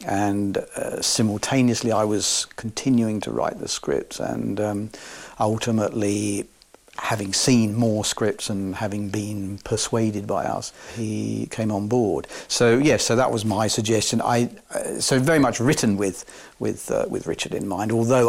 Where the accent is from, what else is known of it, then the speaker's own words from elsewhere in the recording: Scotland, United Kingdom; Susie was a huge fan, being Scottish as well. I'm not saying only because of that. It just happened that we, you know, ended up with kind of three Scots on the team.